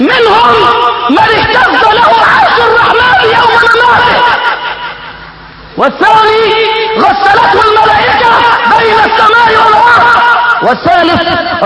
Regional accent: Egypt; عندنا في مصر

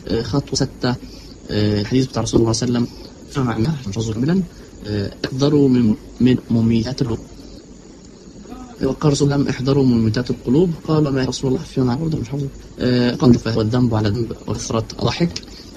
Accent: Egypt; طيب احنا عندنا في مصر هنا ممكن واحده ما تتوفرش

